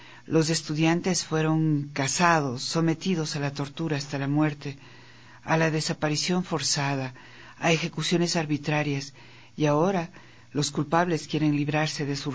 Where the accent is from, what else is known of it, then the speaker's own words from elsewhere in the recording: Mexico; Somos miles los mexicanos que no nos sentimos representados